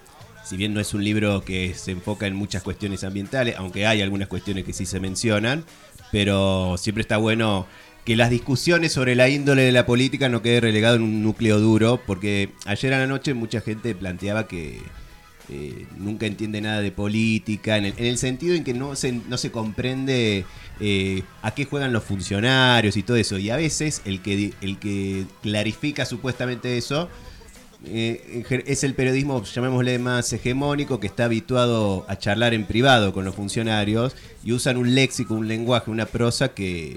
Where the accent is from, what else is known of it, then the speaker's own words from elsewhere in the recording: Córdoba, Argentina; born there; Aunque no se note, yo nací en la ciudad de Córdoba.